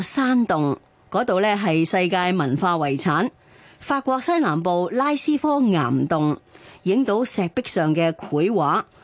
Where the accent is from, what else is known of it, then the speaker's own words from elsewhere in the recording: Hong Kong; 咧都有向我哋香港人拜年